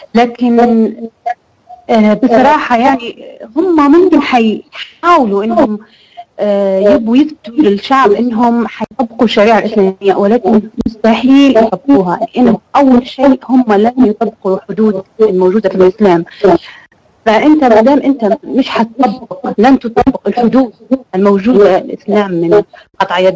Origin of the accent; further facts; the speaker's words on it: Libya; انا من ليبيا.